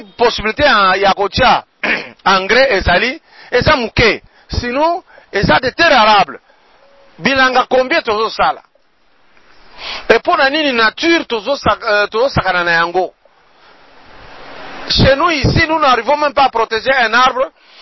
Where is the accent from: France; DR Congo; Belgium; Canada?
DR Congo; Mais chez nous en RDC, maï est partout.